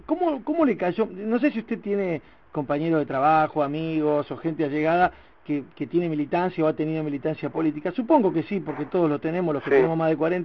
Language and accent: Spanish; Avellaneda, Buenos Aires Province, Argentina; un gran amigo que compartimos el terruño, porque somos de Avellaneda